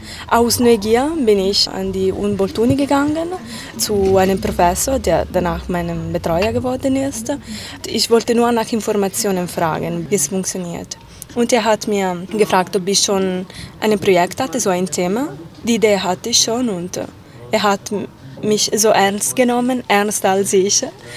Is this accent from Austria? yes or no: no; Southern Italy, Italy; now in Germany; Obwohl ich aus Süditalien komme, komme ich aus den Bergen. So bei uns ist es auch kalt im Winter.